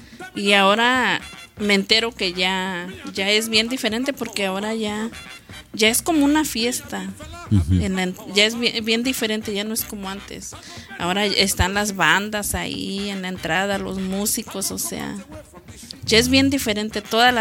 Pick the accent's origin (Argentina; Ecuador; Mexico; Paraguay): Mexico; Puebla; Yo soy de Puebla.